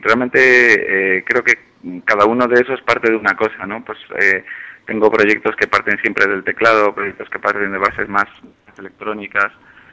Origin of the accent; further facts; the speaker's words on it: Ourense, Galicia, Spain; A mi tierra, a Ourense, eso es. El lugar con el índice de natalidad más bajo de España.